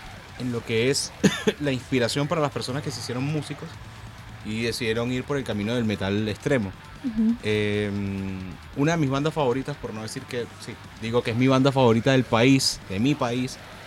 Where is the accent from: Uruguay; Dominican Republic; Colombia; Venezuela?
Venezuela; Los Teques, Miranda; Yo vengo de una ciudad que queda al lado de Caracas, yo vengo de la ciudad de Los Teques